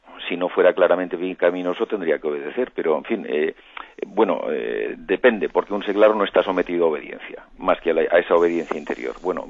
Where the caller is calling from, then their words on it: Madrid, Community of Madrid, Spain; de Madrid.